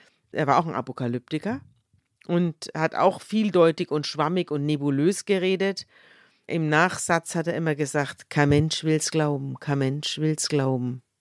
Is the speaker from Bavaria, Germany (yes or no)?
yes; Bavaria, Germany; wir sind ja beide aus Bayern